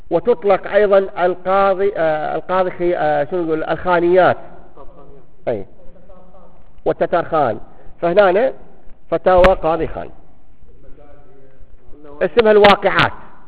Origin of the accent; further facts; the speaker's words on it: Baghdad, Baghdad Governorate, Iraq; فاليوم المفتى عندنا في بغداد